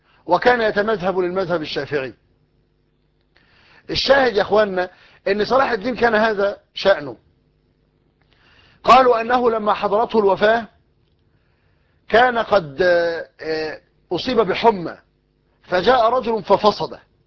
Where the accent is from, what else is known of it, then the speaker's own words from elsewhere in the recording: Egypt; المثل الدارج عندنا في مصر يقول لك غرق في شبر مية